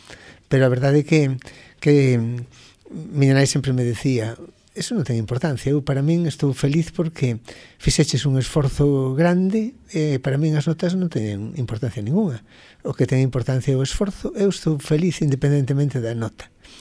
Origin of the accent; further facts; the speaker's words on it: Santa Comba, Galicia, Spain; Eu, a verdade é que toda a miña infancia e xuventude en Santa Comba, da que son fillo predilecto, onde estou moi moi orgulloso de ser, foi moi feliz.